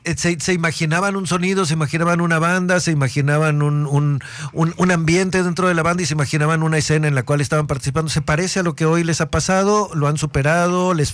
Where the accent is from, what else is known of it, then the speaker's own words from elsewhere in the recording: Sonora, Mexico; No, pero digo como sonorense pues también.